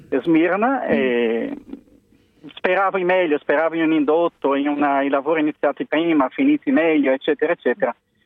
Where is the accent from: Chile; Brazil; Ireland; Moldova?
Brazil; now in Italy; Sono un brasiliano trapiantato qui più di 20 anni fa.